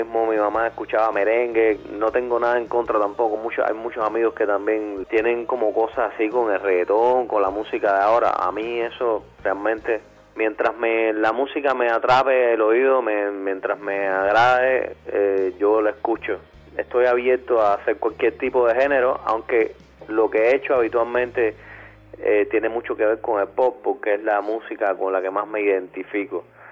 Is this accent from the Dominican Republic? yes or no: no; Santa Clara, Villa Clara, Cuba; now in Havana, Cuba; Nací en Santa Clara, soy santaclareño, orgullosamente santaclareño.